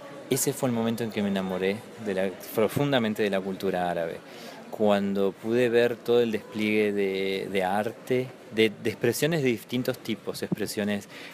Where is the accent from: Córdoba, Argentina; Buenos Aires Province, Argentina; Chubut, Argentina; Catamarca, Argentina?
Chubut, Argentina; Comodoro Rivadavia; mi hermana bailaba en la colectividad, en la comunidad árabe de mi ciudad natal, que es Comodoro Rivadavia